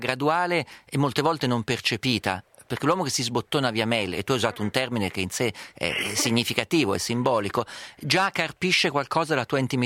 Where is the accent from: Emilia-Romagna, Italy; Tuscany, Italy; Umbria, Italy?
Umbria, Italy; accent: Perugian; Al mio paese dicono, lo dico in perugino